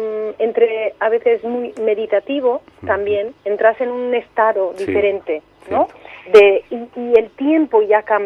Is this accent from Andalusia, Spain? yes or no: yes; Cariatís, Andalusia, Spain; pues concretamente en mi pueblo, en Cariatís, que está, bueno, en un valle a 70 kilómetros al norte de Almería